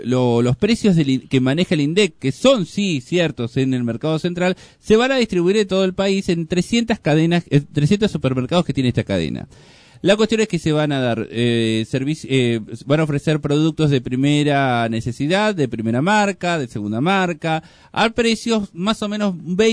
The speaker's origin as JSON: {"language": "Spanish", "country": "Argentina", "said": "Yo soy de Argentina."}